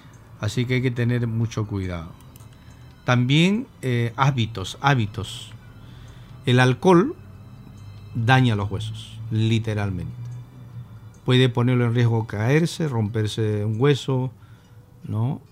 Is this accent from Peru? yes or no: yes; Peru; Siendo peruanos tenemos tantas plantas medicinales.